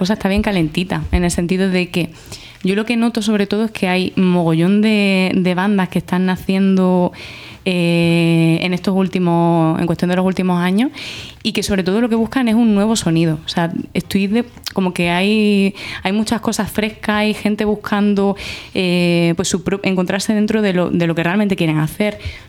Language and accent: Spanish; Badajoz, Extremadura, Spain; also born or lived in Córdoba; Sí, bueno, cordobesa, pero criada en Badajoz.